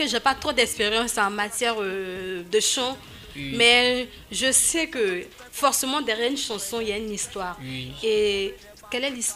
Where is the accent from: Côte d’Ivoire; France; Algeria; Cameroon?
Côte d’Ivoire; Chez nous en Côte d'Ivoire, c'est comme ça, hein.